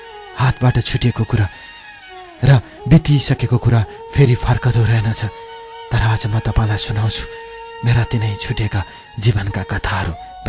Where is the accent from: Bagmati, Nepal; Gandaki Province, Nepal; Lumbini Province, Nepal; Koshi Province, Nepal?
Koshi Province, Nepal; Solukhumbu; विक्रम सम्बत 2037 सालमा मेरो जन्म सोलु खम्बुमा भएको हो।